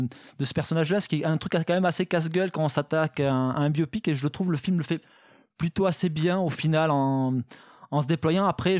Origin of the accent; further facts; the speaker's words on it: Southern France, France; je viens du sud de la France, c'est ça le truc